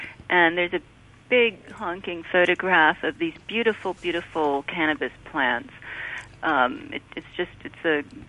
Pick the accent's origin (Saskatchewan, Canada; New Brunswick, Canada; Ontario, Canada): Ontario, Canada; Ottawa; I grew up in Ottawa, which is where a lot of this is coming from.